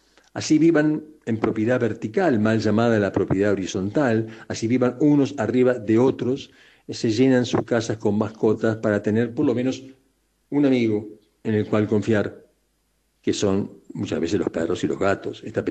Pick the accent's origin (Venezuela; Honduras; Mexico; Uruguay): Uruguay; lo que de alguna manera somos los uruguayos tirados por alguno de los barrios de nuestro gigantesco Montevideo y Costa de Oro